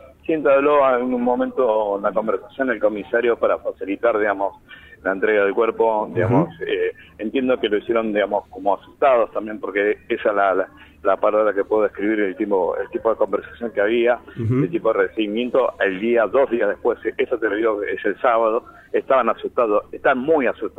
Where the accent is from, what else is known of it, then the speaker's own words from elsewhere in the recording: Argentina; Nosotros tenemos origen paraguayo, somos argentinos de esta generación, vivimos, en el caso de Gabriel, 45 años, en el caso mío, 52, somos re argentinos